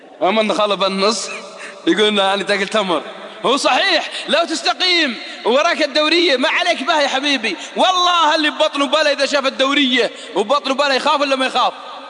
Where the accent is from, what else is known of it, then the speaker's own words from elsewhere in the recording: Saudi Arabia; عاش عندنا في السعودية وراح لبلاده